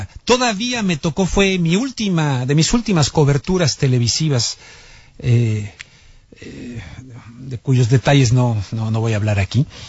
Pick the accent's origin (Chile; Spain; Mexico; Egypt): Mexico; Mexico City; No se olviden que yo soy chilango de la Ciudad de México